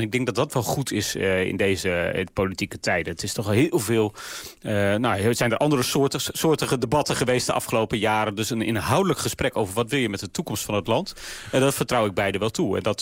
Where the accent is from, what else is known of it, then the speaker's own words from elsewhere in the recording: Groningen, Netherlands; nou ik kom zelf uit Groningen zoals u weet